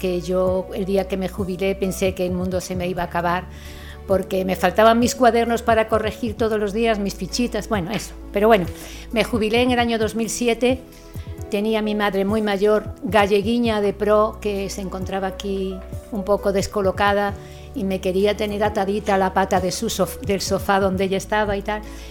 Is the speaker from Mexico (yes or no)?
no; Galicia, Spain; now in Gelves, Spain; yo soy una gallega plantada aquí en Gelves hace pocos años